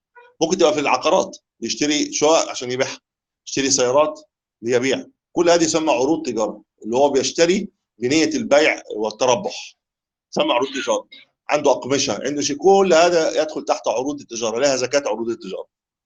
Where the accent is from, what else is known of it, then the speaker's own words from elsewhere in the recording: Egypt; بقول له يا عم انت لو عندنا في مصر كنت اتخطفت بالكيس ده